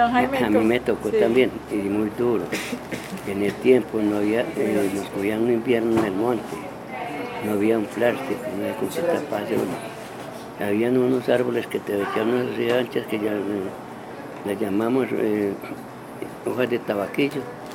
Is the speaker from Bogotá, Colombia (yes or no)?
no; Medellín, Antioquia, Colombia; Yo nací en Santa Elena, en el municipio de Medellín, en el año 1937. Soy criado aquí con mucho orgullo, mis padres fueron personas humildes